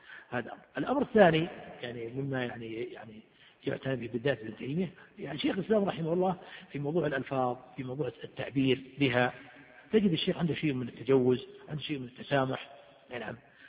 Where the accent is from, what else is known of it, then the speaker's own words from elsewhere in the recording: Riyadh, Riyadh Province, Saudi Arabia; وعندنا في الرياض ممن في قلوبهم مرض أو ممن انتكسوا